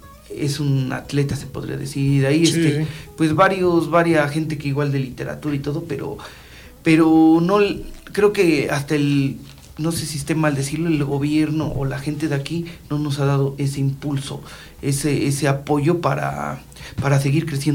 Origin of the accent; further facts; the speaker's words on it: State of Mexico, Mexico; Porque pues básicamente todos los integrantes somos de aquí, de Ameca, de Mamatla, de Cocotitlán. Entonces somos de acá, de la región de los volcanes.